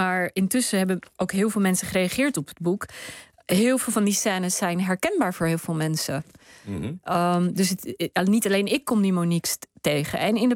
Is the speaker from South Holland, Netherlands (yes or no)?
yes; Rotterdam, South Holland, Netherlands; Ik ben opgegroeid in Rotterdam, daar woont mijn familie nog steeds, Pakistaans-Nederlands.